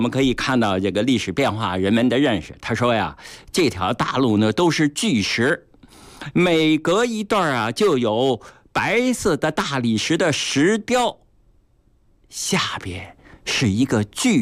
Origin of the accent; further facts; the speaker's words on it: Beijing, China; 对我们北京人，对我们中国人，还包括对世界的朋友，我们都应该呢加强介绍